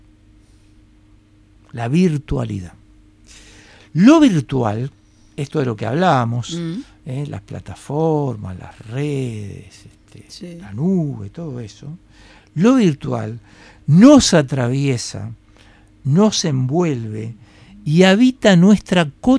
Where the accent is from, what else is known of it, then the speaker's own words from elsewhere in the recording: Montevideo, Uruguay; yo nací acá en Montevideo, pero yo soy fruto de la modernidad. Entonces, yo me crié jugando con bolitas